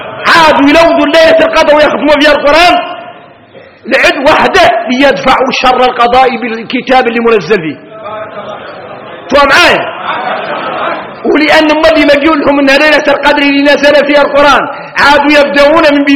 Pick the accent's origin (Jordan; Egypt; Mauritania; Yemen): Mauritania; إحنا موريتاني